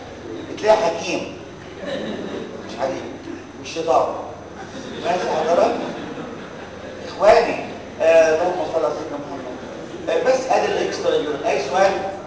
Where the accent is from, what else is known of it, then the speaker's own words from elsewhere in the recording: Egypt; ولغايه النهارده بتتنفذ عندنا في مصر